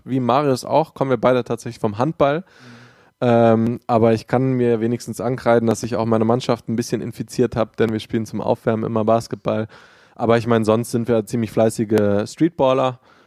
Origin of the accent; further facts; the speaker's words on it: Düsseldorf, North Rhine-Westphalia, Germany; Ich für meinen Teil bin 27, wir sind beide aus Düsseldorf, der Stadt am Rhein.